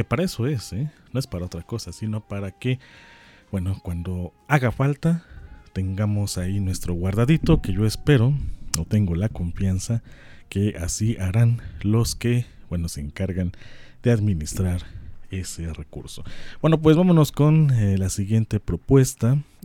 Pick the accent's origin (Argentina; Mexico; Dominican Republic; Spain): Mexico; nos tenemos que acordar que somos mexicanos